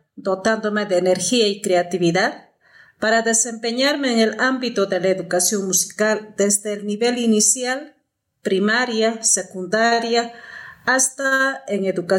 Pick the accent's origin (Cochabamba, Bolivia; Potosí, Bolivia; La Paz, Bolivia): Potosí, Bolivia; Soy potosina, vivo en Potosí.